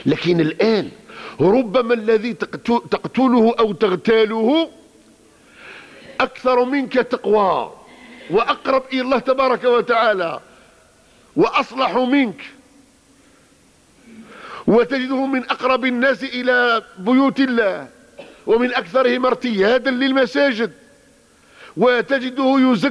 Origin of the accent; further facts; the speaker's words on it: Algeria; حتى ولينا الان كجزائريين نذبح بعضنا بعض